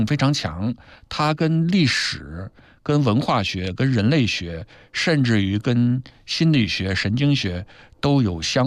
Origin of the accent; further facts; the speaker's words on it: Fujian, China; 我说的是我的家乡话，我在家乡话跟福州话是有区别的